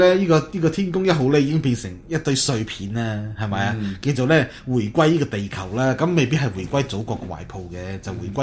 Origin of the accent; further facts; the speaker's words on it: China; 我哋中國人民咧、調氣唔順咧